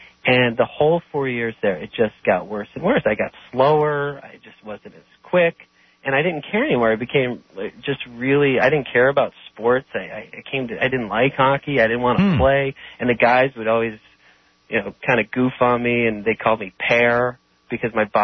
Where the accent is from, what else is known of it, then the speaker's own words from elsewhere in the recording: Hamburg, New York, United States; Buffalo, New York, just outside of Buffalo, in a town